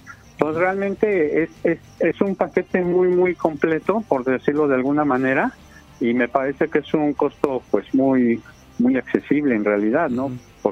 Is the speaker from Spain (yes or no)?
no; Mexico; a veces traemos como mexicanos la costumbre de que lo queremos gratis